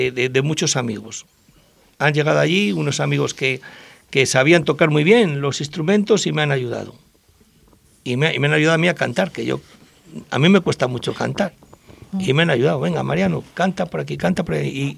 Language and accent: Spanish; Madrid, Community of Madrid, Spain; De pequeño viví en Vallecas y me marcó bastante. Y luego después mi juventud la viví en Carabanchel, en el barrio de Caño Roto, un barrio muy, muy variopinto, donde se cocía el rock todos los días.